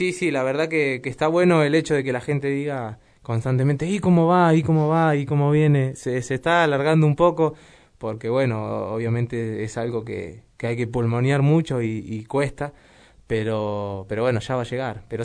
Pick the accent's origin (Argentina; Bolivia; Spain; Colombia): Argentina; Moreno, Buenos Aires Province; born there; yo nací acá, en Moreno